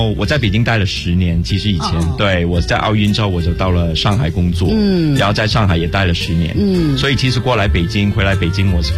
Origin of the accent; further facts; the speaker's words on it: Hong Kong; 对，香港，我来自香港的。